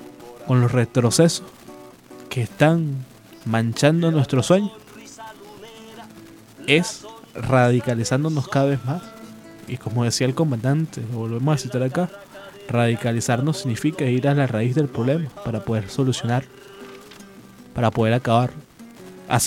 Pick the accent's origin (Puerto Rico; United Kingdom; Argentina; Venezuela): Venezuela; nosotros como venezolanos, como bolivarianos